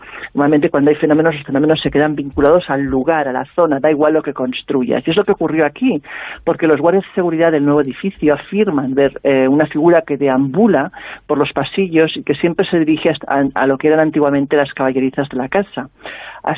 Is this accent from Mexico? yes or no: no; Catalonia, Spain; born there; aunque soy catalana de nacimiento, soy sevillana de adopción, quizás porque lo llevo en la sangre, ¿no? Porque mi abuelo era sevillano